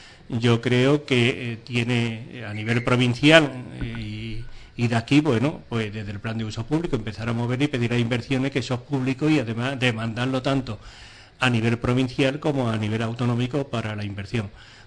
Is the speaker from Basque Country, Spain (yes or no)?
no; Andalusia, Spain; cosa que como gaditano y como perteneciente se ha hecho una promoción